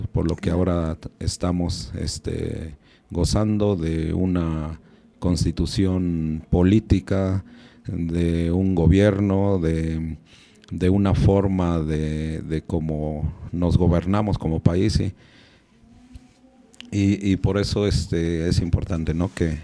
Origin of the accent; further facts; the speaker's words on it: Mexico; tenemos una identidad también como pueblo originario y una identidad también como mexicana y mexicano.